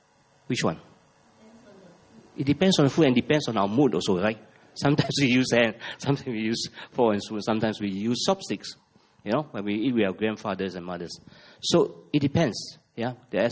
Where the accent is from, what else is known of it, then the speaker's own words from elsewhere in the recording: Malaysia; You know, as Malaysian, we are always flexible, you know.